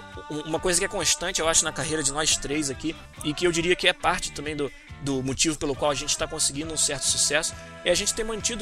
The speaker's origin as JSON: {"language": "Portuguese", "region": "Rio de Janeiro", "country": "Brazil", "also_born_or_lived": "Florianópolis", "said": "Eu falo biscoito porque eu sou carioca, pô."}